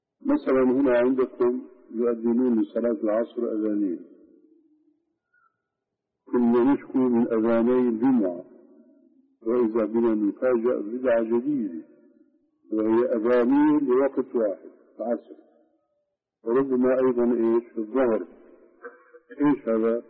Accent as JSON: {"language": "Arabic", "country": "Syria", "said": "اليوم مثلا عندنا في الشام سنة رتيبة من أذان"}